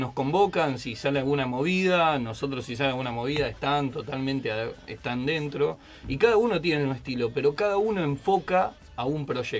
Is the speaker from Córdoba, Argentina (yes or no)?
yes; Córdoba, Argentina; now in Buenos Aires, Argentina; yo soy de Córdoba, un pueblito, y venir acá a Buenos Aires